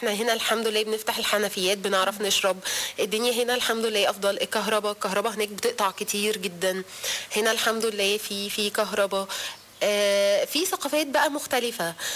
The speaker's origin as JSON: {"language": "Arabic", "country": "Egypt", "said": "شفت حاجات احنا عندنا في مصر الحمد لله احسن بكتير"}